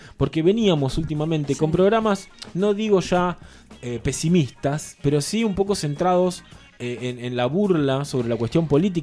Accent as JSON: {"language": "Spanish", "town": "Berisso", "region": "Buenos Aires Province", "country": "Argentina", "tie": "born there", "said": "nos tocó escribir poesía y nacer en Barrio Obrero de Berisso."}